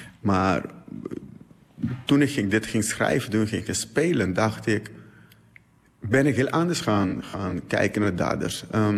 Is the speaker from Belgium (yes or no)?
no; Curaçao; born there; Geboren op Curaçao.